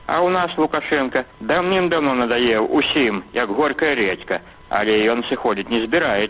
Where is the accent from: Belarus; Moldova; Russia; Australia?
Belarus; Французы могут выбирать себе президента, а мы, белорусы, не можем.